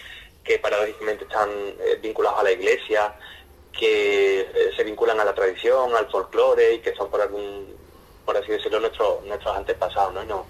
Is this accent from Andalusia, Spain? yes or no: yes; Andalusia, Spain; Yo como maricón andaluz